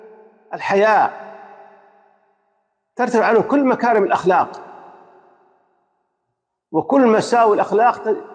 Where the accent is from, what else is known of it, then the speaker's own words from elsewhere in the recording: Saudi Arabia; وأن يحفظ بلادنا المملكة العربية السعودية بلاد الحرمين الشريفين